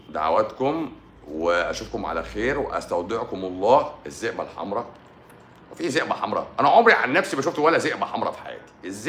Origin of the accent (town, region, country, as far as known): Egypt